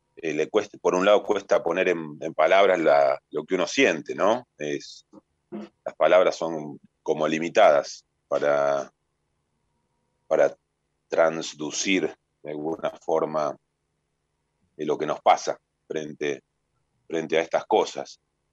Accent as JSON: {"language": "Spanish", "country": "Argentina", "said": "la reparación que nos merecemos como argentinos y argentinas, como sociedad"}